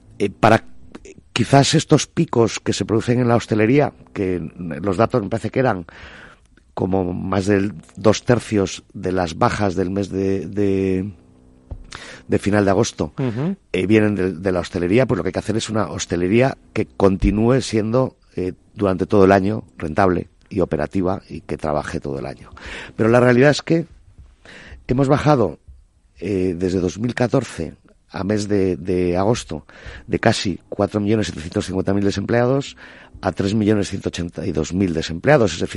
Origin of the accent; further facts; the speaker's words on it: Galicia, Spain; soy gallego y veraneo en Galicia